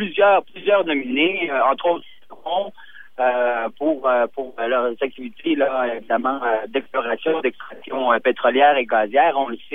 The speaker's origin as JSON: {"language": "French", "region": "Quebec", "country": "Canada", "said": "ça nous touche là aussi chez nous au Québec, au Canada"}